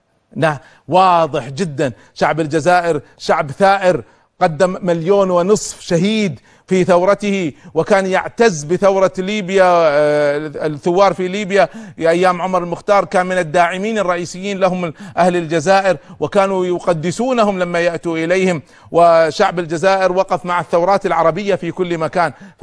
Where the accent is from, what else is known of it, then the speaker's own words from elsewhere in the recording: Kuwait; لما كان عندنا في الكويت